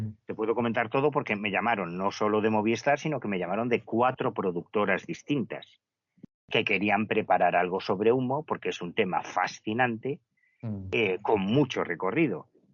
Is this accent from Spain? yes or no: yes; Betanzos, Galicia, Spain; soy un puto estudiante de Betanzos que vengo desde Galicia porque me interesa el tema